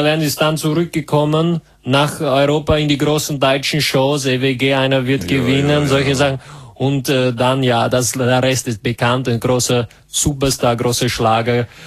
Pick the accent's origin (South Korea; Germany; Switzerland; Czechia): Czechia; Nein, ich komme aus Tschechien.